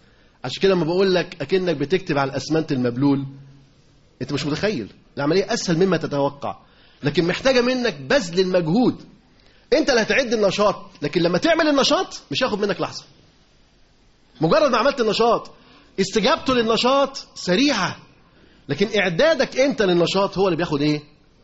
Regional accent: Alexandria, Alexandria Governorate, Egypt; عدد المدارس اللي موجودين عندنا في اسكندرية

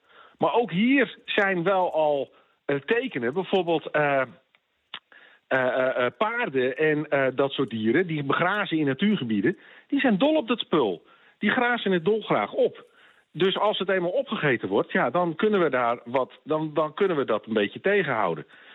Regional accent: Netherlands; daar kunnen we als Nederlanders vaak heel erg moeilijk

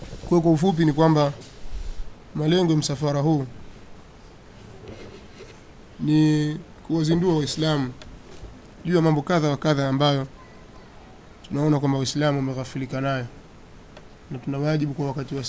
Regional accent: Tanga, Tanga Region, Tanzania; natokea Tanga.

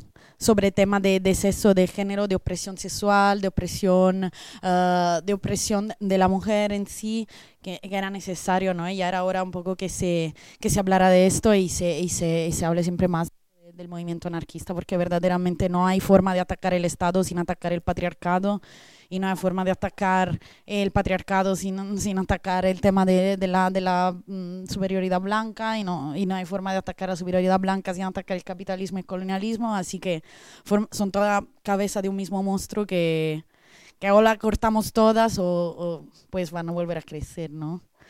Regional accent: Italy; Spanish is a second language; now in Spain; yo como italiana, que pero vivo desde hace 10 años en este otro estado

